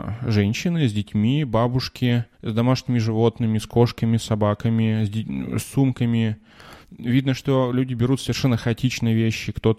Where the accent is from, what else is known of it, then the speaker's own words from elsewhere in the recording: Russia; moved away; хотя я говорю, что я из России, но я говорю, что я когда-то жил в России, а сейчас вот я здесь живу